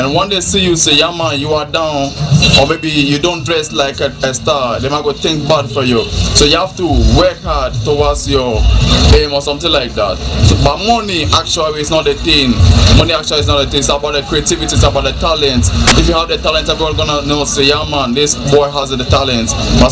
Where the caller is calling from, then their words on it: Cape Coast, Central Region, Ghana; We're talking from Ghana. Cape Coast. Cape Coast.